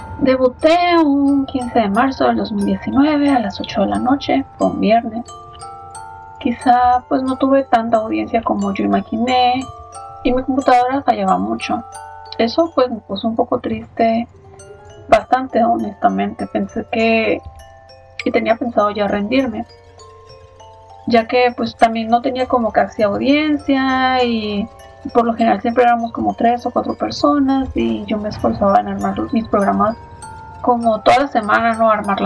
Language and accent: Spanish; Tijuana, Baja California, Mexico; soy originaria de Tijuana.